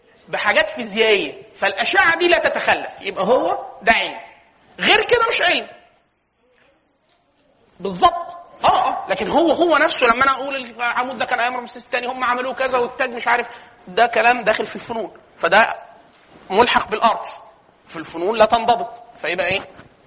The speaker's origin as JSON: {"language": "Arabic", "country": "Egypt", "said": "احنا كمصريين بنقسم الناس ايه؟"}